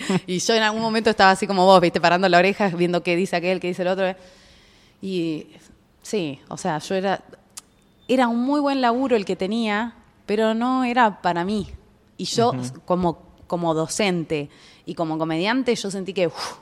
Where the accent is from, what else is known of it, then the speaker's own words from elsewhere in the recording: Trelew, Chubut, Argentina; lo hice en Trelew, que es de donde soy.